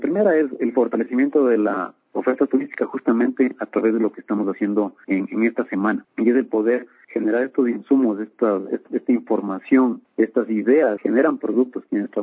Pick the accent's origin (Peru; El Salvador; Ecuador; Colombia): Ecuador; Quito, Pichincha; Somos los mismos quiteños, somos los residentes de nuestra ciudad